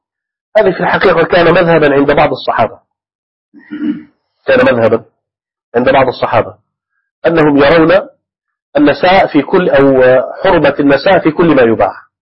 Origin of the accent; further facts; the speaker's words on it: Egypt; عندنا في مصر مثلا ما القوت؟ خبز. القوت عندنا هنا الخبز